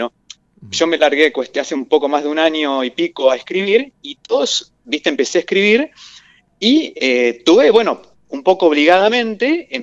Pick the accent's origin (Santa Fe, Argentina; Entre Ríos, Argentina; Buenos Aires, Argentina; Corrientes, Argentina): Entre Ríos, Argentina; Gualeguaychú; Yo soy originario de Gualeguaychú, mi familia es de allá.